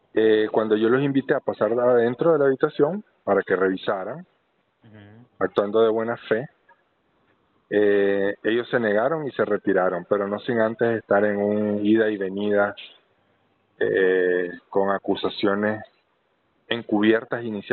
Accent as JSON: {"language": "Spanish", "country": "Nicaragua", "moved": "yes", "said": "Soy nicaragüense y exiliado político."}